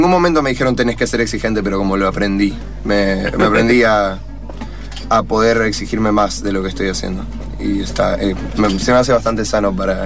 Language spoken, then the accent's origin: Spanish; Corrientes, Argentina; en mi primer álbum lo hice en Corrientes, que es de donde yo vengo